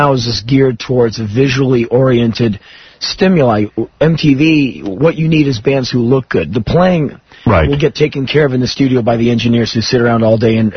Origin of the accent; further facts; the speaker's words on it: United States; All I have is an opinion, and I'm, as an American, like, we're not in Stalinist Russia, are we?